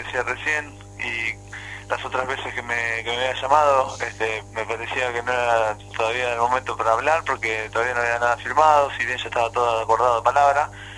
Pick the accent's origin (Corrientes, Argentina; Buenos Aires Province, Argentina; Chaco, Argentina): Buenos Aires Province, Argentina; Chivilcoy; born there; Yo soy de Chivicoy nacido, y bueno, acá Jauri lo tengo a menos de una hora, así que me vine para jugar acá a Flandria